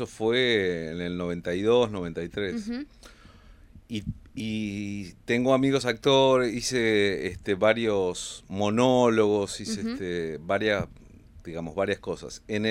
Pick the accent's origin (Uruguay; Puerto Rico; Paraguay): Uruguay; now in Buenos Aires, Argentina; me fui en el año 74. Ajá. Uh-huh. En el golpe, un tiempo después del golpe de Estado, uh-huh, y volví en el año 89, estuve un año, uh-huh, y me volví para Buenos Aires.